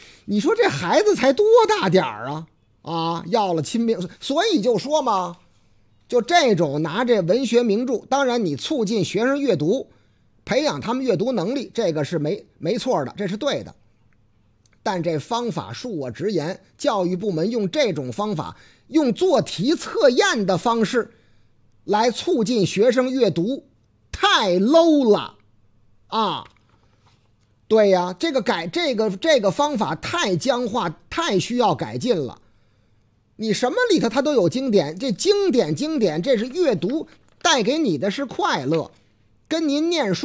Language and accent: Chinese; Laoting, Hebei, China; 这是我老家河北乐亭。对对对，挨着唐山